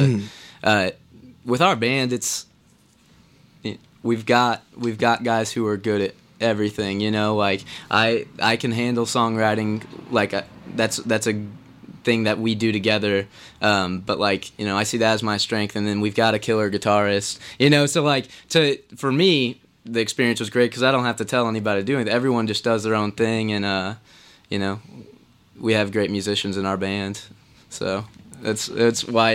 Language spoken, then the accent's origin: English; Indianapolis, Indiana, United States; Indianapolis.